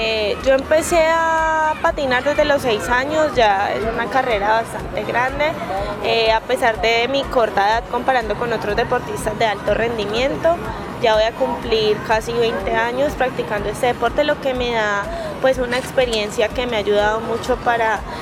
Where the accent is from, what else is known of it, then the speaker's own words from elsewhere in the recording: Colombia; El otro año el mundial es aquí en Colombia y la idea pues es poder regalarle ese título a mi país, en mi país.